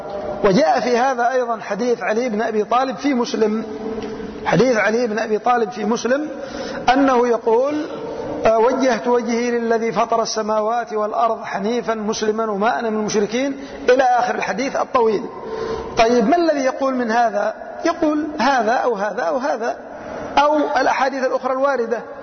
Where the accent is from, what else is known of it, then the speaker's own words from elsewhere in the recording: Yemen; أناس عندنا في اليمن يسيرون على هذا الطريق